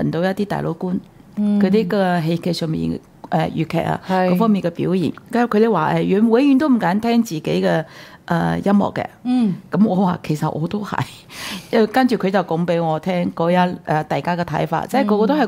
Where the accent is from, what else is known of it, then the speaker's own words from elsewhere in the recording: Taiwan; 因為我啲嗰陣時我喺台灣長大，學習的過程之中咧係比較艱辛啲嘅